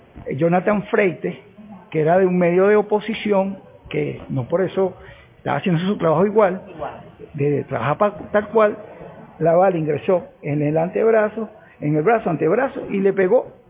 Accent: Venezuela; Como venezolano, creo que la conspiración continúa.

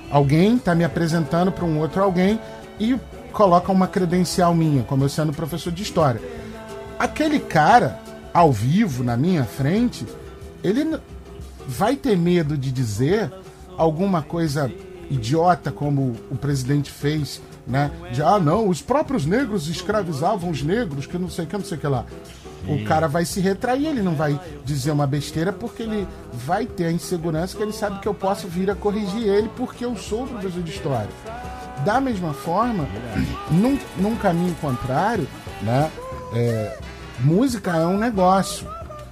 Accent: Brazil; Eu sou brasileiro, Bruno, e a cultura negra, a cultura do candomblé, os ritmos, né, africanos, afro-brasileiros, eles fazem parte de mim, porque sou brasileiro.

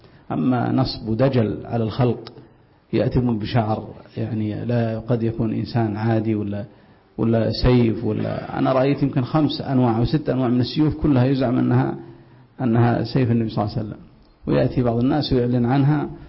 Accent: Mecca, Makkah Province, Saudi Arabia; كما عندنا في مكة

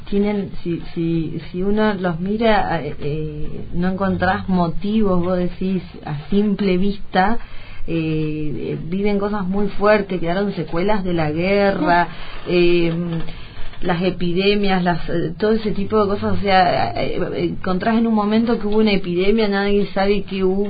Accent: Argentina; Sé que en mi país también hay muchos pueblos que se les complica, o sea, la idea mía es poder ayudar con ese libro a pueblos de Argentina

